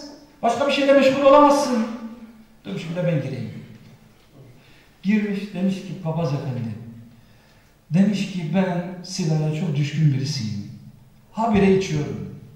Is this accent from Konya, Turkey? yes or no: yes; Konya, Turkey; Ve bizim yöreye ait yemekler yapıyor. Ben Konya'lıyım malum bildiğiniz üzere.